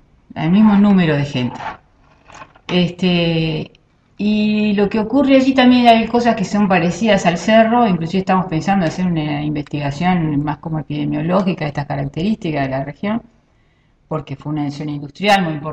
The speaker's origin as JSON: {"language": "Spanish", "country": "Argentina", "moved": "yes", "lives_now": "Uruguay", "said": "desde que yo me vine a vivir acá a Uruguay, yo soy argentina, desde que me vine a vivir acá a Uruguay"}